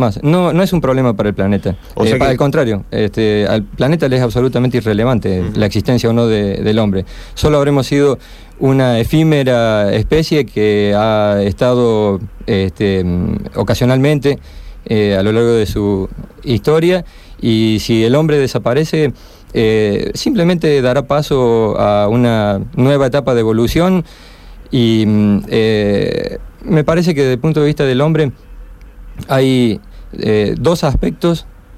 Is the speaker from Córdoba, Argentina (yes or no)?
yes; Córdoba, Argentina; Bueno, sí, yo soy cordobés. Y efectivamente he vivido en el interior también.